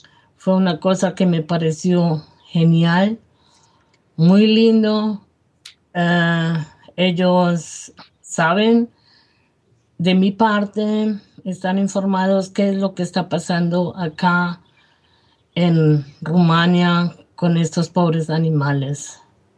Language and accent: Spanish; Colombia; now in Wolfsburg, Germany; Yo soy colombiana. Yo tengo otra mentalidad que la alemana.